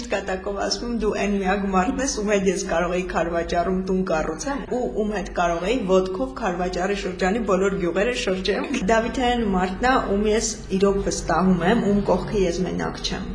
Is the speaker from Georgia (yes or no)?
no; Vanadzor, Lori, Armenia; ես Վանաձորից եմ, Վանաձորում եմ ծնվել մեծացել, բայց արդեն դե սովորել եմ Երևանում, աշխատում եմ Երևանում